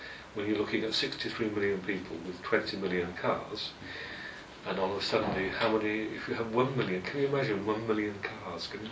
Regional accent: Otley, Yorkshire and the Humber, United Kingdom; also born or lived in London; now in Kent, United Kingdom; In my hometown, all I can smell now when I go back to Otley

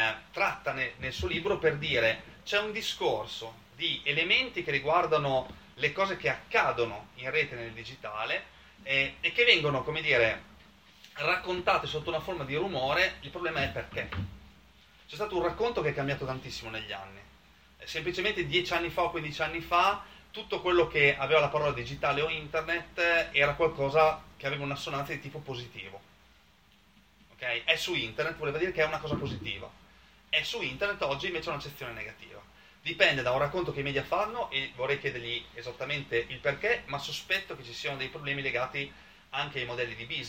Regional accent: Bologna, Emilia-Romagna, Italy; come dico da bolognese

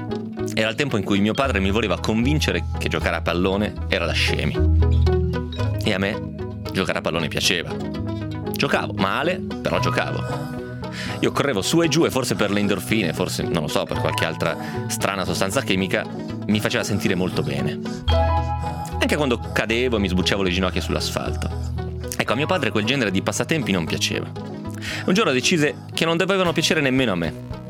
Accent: Romentino, Piedmont, Italy; La verità era però che per pescare intorno a Romentino, intorno al mio paese, non si poteva fare altro che andare alla cava.

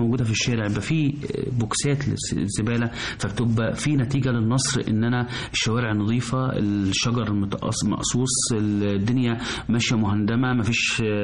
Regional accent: Egypt; بجد الناس احنا كمصريين عندنا الاستقبال وحفاوة الاستقبال جميلة جدا

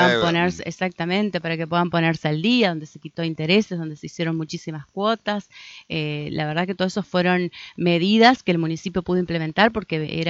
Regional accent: Argentina; la verdad que no nos ayuda como argentinos y como argentinas

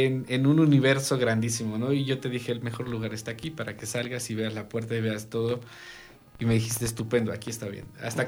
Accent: Tepoztlán, Morelos, Mexico; ahí en mi pueblo, en Tepoztlán, Morelos, es mucho misticismo.

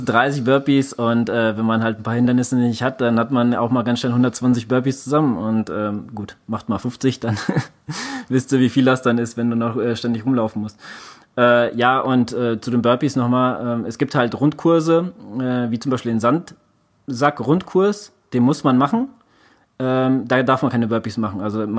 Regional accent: Central Germany, Germany; wir kommen jetzt aus Mitte Deutschland

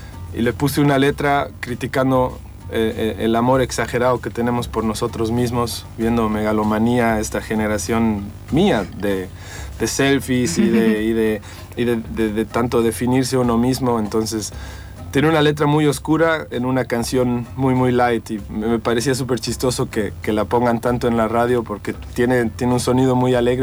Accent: Bolivia; moved away as an adult; also born or lived in Germany; Yo nací y crecí en Bolivia. Soy una mezcla de muchas nacionalidades. Tengo una madre chilena, mi padre es de Bolivia. Y yo salí a estudiar a Alemania después de terminar el colegio.

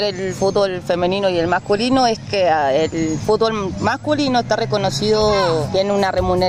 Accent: Baigorri, Santa Fe, Argentina; soy de Baigorri y juego para el equipo de acá

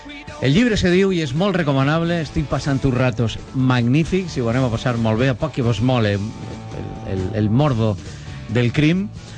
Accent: Valencian Community, Spain; Segur és morir-se, la manera de parlar que tenim en València.

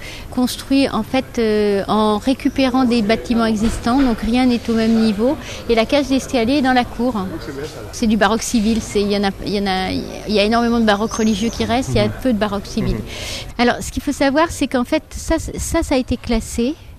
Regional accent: Brittany, France; now in Nice, France; Ça dépend où vous situez la Bretagne.

